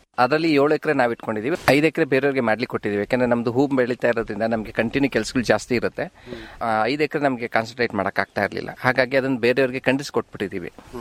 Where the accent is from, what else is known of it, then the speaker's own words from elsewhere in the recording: Ramanagara, Karnataka, India; ನಾವು ಹುಟ್ಟಿದ್ದು ಬೆಳೆದಿದ್ದೆಲ್ಲ ರಾಮನಗರ.